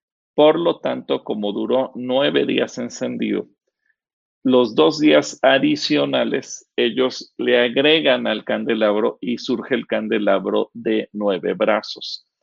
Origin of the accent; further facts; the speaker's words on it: Mexico; porque como mexicanos estamos felices que ese día se conmemora el inicio de la batalla de independencia